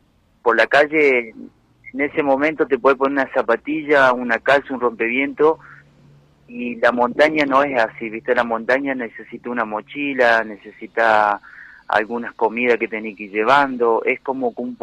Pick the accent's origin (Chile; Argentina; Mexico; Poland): Argentina; sé cómo es en mi Argentina, lo digo siempre, porque vivo acá, en mi país, y se vive así, ¿viste?